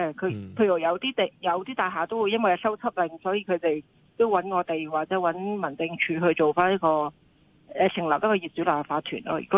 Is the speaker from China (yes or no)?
yes; China; 就算我哋中國人啊，都覺得非常之難過。